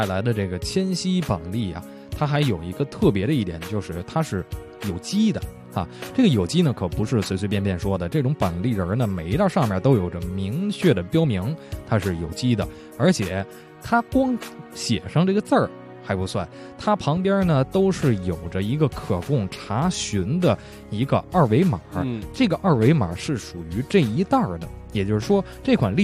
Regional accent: Beijing, China; 所以特别受到咱们北京人的喜欢。

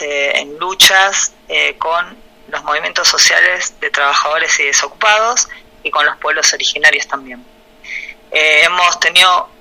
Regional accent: Cafayate, Salta, Argentina; Soy de Cafayate, provincia de Salta.

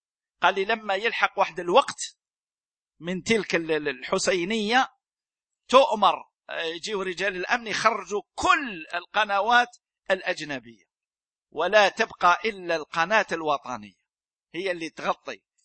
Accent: Algeria; يعني هذا عندنا في الجزائر

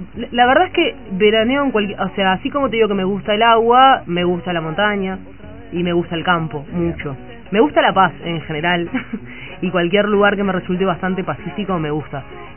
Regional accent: Montevideo, Uruguay; Soy de acá, de Montevideo.

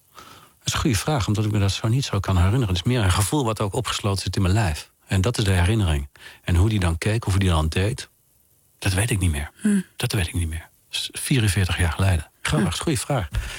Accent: Oisterwijk, North Brabant, Netherlands; ik zie me nu weer zitten met dit geluid op de voorzolder bij ons thuis in Brabant, in Oosterwijk.

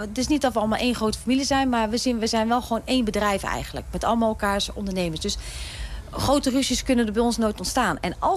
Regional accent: 's-Hertogenbosch, North Brabant, Netherlands; Ik kom dan zelf uit Den Bosch

